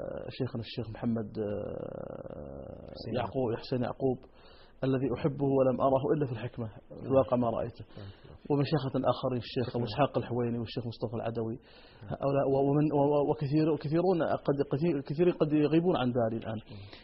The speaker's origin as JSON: {"language": "Arabic", "country": "Saudi Arabia", "said": "ولاة الأمر عندنا في المملكة العربية السعودية"}